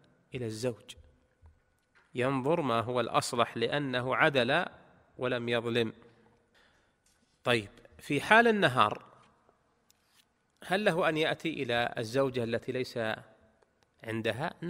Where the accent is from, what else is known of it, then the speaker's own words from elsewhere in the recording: Saudi Arabia; في بلدنا المملكة العربية السعودية